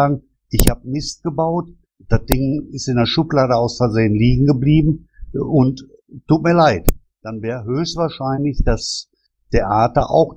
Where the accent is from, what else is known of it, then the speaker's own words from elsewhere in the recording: Pulheim, North Rhine-Westphalia, Germany; Ich komme aus Pulheim.